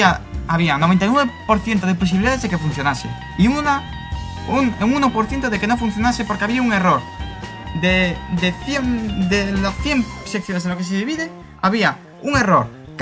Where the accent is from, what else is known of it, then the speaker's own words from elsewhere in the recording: Galicia, Spain; Ya esto ya deja clarísimo que somos gallegos, ya no por el acento.